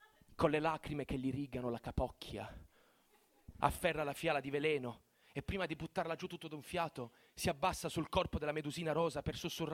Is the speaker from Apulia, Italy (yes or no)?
yes; Bari, Apulia, Italy; ogni volta che dico a un pugliese che sono di Bari